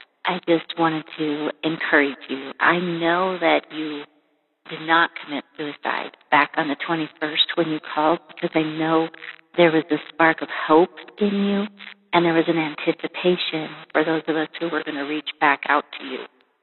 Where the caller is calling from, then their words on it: Nebraska, United States; I'm calling from Nebraska